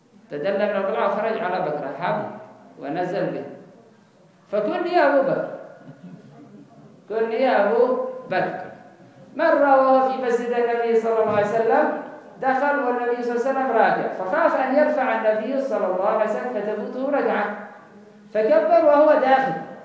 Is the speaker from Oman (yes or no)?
no; Yemen; لا هذا عندنا في اليمن